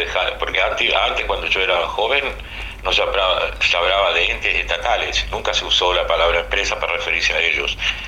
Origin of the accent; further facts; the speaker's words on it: Paysandú, Uruguay; de Paysandú